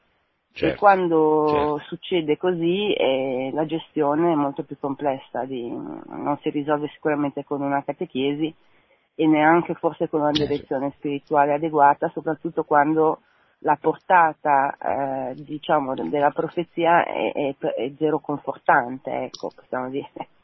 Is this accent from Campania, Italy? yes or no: no; Milan, Lombardy, Italy; Sono di Milano.